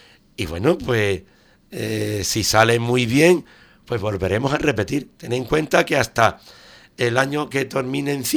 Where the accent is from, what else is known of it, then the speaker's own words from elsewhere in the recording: Ubrique, Andalusia, Spain; eso es mi pueblo y mis ubriqueños, que los quiero un montón